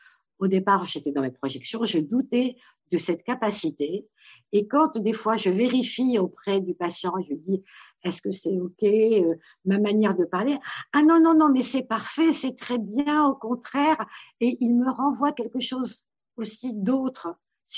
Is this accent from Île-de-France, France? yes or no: yes; Paris, Île-de-France, France; born there; Je suis marocaine et mes parents le sont également. Sauf que je suis née à Paris, donc ça a été le français a été ma langue maternelle.